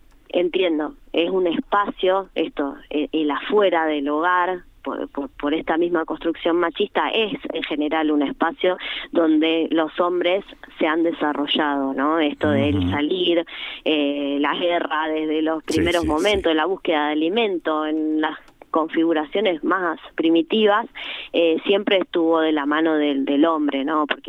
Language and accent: Spanish; Argentina; con mensajes o con sentidos que puedan unificarnos en un hacer como argentinos